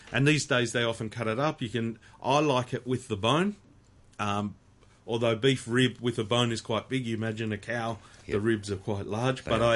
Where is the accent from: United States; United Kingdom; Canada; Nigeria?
United Kingdom; England; I'm English.